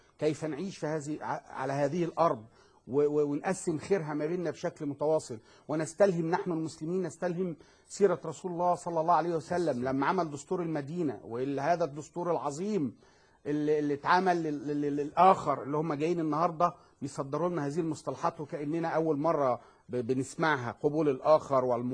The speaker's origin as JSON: {"language": "Arabic", "country": "Egypt", "said": "مين قال له ان احنا ما كانش جدودنا كانوا فيهم بعضهم"}